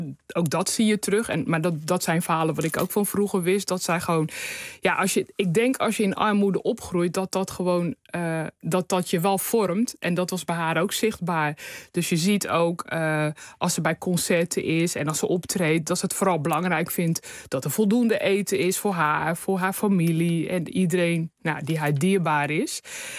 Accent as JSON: {"language": "Dutch", "town": "Rotterdam", "region": "South Holland", "country": "Netherlands", "tie": "born or raised there", "said": "En dat had mee te maken dat vroeger in Rotterdam, waar ik opgegroeid ben, werden elke week dansfeesten georganiseerd."}